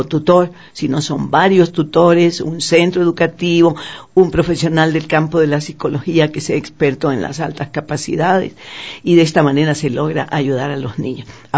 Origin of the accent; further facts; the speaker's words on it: Ecuador; Para nosotros como ecuatorianos, sí, decimos Mensa